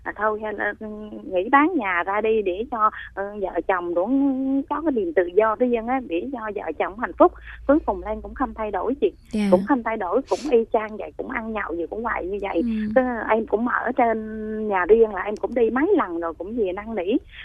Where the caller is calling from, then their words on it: Ho Chi Minh City, Vietnam; Chị đang gọi tới quận 12 em.